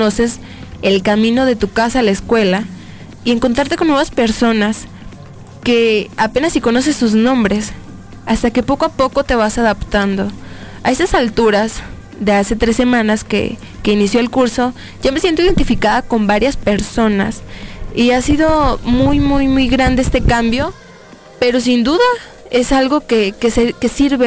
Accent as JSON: {"language": "Spanish", "region": "Nayarit", "country": "Mexico", "moved": "as an adult", "said": "yo vengo del estado de Nayarit. Realmente pues me vine a estudiar la licenciatura en negocios internacionales en CUSEA. Apenas llegué hace unas 3 semanas para iniciar mi curso"}